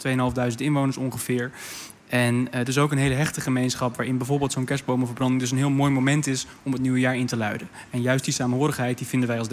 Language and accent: Dutch; Broek in Waterland, North Holland, Netherlands; also born or lived in Amsterdam; Geboren in Amsterdam, maar in Broek in Waterland opgegroeid.